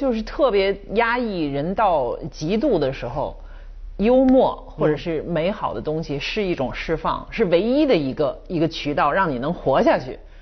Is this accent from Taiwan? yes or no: no; China; 因为我们中国人有一种帝国的情怀